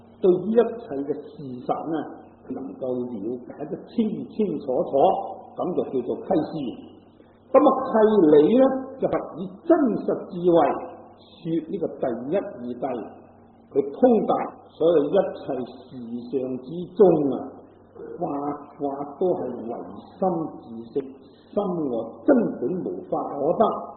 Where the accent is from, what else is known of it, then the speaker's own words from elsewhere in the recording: Guangdong, China; 就算我哋广东人嚟讲咧，咁啊，亦都有好多嗰啲鄉音咧唔同嘅